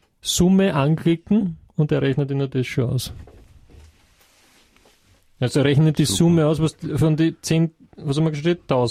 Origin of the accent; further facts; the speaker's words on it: Austria; ist ja bei uns in Österreich nicht sehr weit verbreitet.